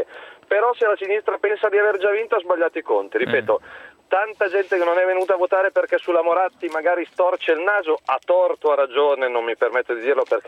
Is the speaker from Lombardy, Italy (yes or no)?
yes; Milan, Lombardy, Italy; Quello che mi preoccuperebbe da milanese